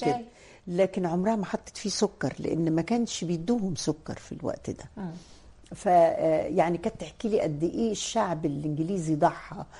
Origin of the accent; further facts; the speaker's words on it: Roda, Cairo Governorate, Egypt; انا من مواليد الروضه وساكنه في الروضه, انا وانا عندي 11 سنه وعديت كوبري عباس مشي, احنا في الروضه